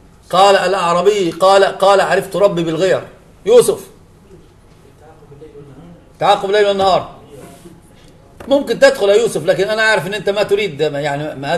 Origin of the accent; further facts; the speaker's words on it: Egypt; الإلحاد انتشر كان في الجامعات عندنا في مصر شديد جدا